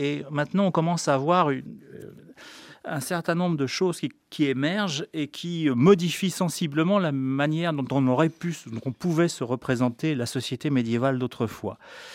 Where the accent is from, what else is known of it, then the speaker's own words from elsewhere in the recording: Geneva, Switzerland; je le dis d'autant plus que je viens de Genève